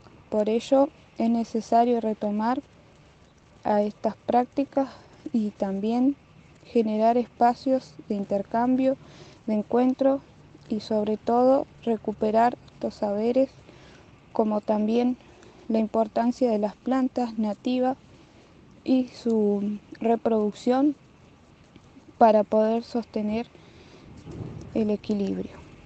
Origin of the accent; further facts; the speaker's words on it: El Hoyo, Chubut, Argentina; born there; now in Comodoro Rivadavia, Argentina; yo nací en El Hoyo y ahora vivo en Comodoro Rivadavia, en la parte de lo que es el mar